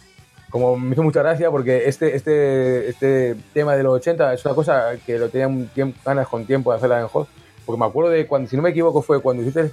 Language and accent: Spanish; Valladolid, Castile and León, Spain; born there; más que nada porque como nací en Valladolid